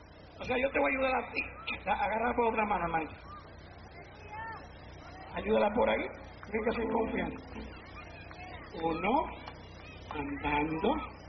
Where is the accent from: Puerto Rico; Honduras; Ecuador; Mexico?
Puerto Rico; yo soy puertorriqueño, el español de los puertorriqueños no sirve. Es el español más malo que se habla en el mundo.